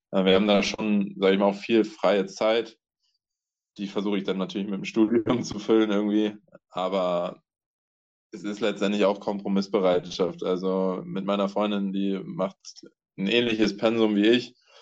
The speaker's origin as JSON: {"language": "German", "town": "Buxtehude", "region": "Lower Saxony", "country": "Germany", "said": "Ich komme ja ursprünglich aus Buxtehude. Das ist 30, 40 Kilometer weg von hier. Das heißt, ich bin auch nah an zu Hause."}